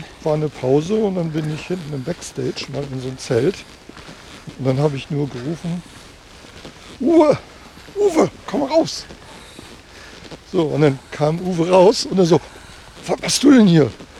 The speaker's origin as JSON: {"language": "German", "region": "Lower Saxony", "country": "Germany", "tie": "born or raised there", "said": "Da war vor Jahren mal eine Band oben aus meiner alten Heimat aus Friesland."}